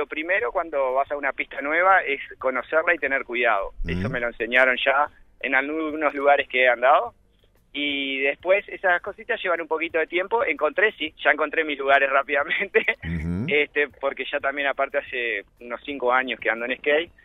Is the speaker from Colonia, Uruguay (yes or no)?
no; Montevideo, Uruguay; Yo soy de Montevideo.